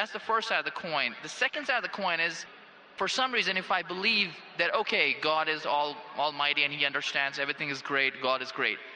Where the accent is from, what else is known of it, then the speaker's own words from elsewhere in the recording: Phoenix, Arizona, United States; I'm from Phoenix, Arizona in the United States.